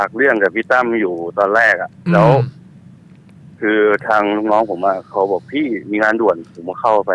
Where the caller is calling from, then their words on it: Wang Nam Yen, Sa Kaeo, Thailand; จากอำเภอวังน้ำเย็นครับจังหวัดสระแก้วครับ